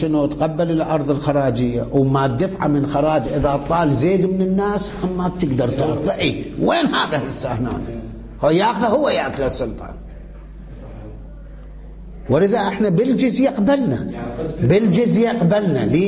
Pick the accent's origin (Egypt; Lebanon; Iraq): Iraq; شلون عندنا بالعراق عين التمر